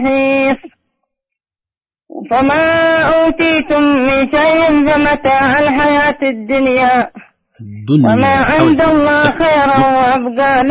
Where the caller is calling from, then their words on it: Qena, Qena Governorate, Egypt; والله أنا من ضواحي قنا، بلادي يقول الله بلاد ركيل، لأنها تبقى قنا محاية.